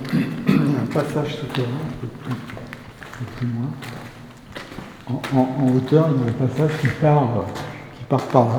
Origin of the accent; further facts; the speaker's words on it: Paris, Île-de-France, France; moved away as an adult; 47 ans, et j'en avais marre de Paris. Je suis né à Paris, toute ma famille est née à Paris, tu vois, j'ai vécu essentiellement à Paris